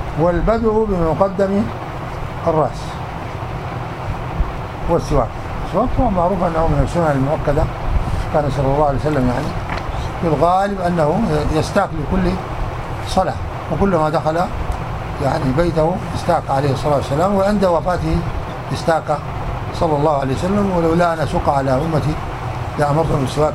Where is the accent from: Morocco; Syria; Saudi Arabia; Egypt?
Morocco; عندنا في المغرب كده